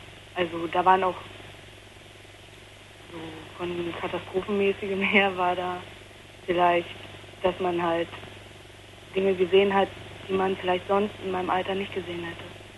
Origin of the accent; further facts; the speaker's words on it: Potsdam, Brandenburg, Germany; moved away; also born or lived in North Rhine-Westphalia; ich komme eigentlich eben aus Potsdam und bin nach Nordrhein-Westfalen und da habe ich dann noch halt ein halbes Jahr ungefähr noch weiter da gewohnt, also habe mir da eine Wohnung genommen, also ein Zimmer in der WG